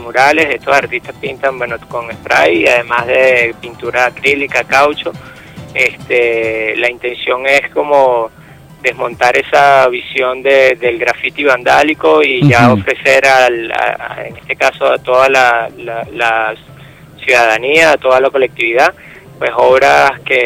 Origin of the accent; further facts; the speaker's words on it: Venezuela; nuestro trabajo como artistas venezolanos